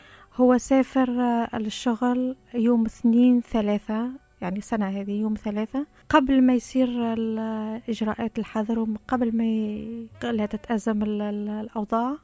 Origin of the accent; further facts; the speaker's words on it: Tunisia; now in Dubai, United Arab Emirates; أنا تونسية ومتزوجة كويتي، عايشة في دبي تقريبا صار لي هذا الشهر صار لي 10 سنوات.